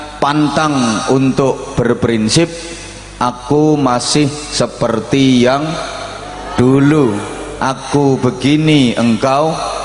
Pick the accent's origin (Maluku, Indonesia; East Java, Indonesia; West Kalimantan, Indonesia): East Java, Indonesia; Bojonegoro; Kalau dalam bahasa daerah saya, Bojonegoro mriko dipun wastani to be excellent.